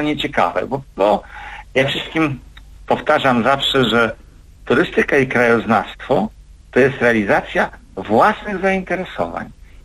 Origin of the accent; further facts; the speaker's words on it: Warmian-Masurian Voivodeship, Poland; ja mieszkam w Olsztynie, mimo że jestem wiceprezesem Zarządu Głównego PTTK w Warszawie i urodziłem się i wychowałem się na Warmii, Mazury mam blisko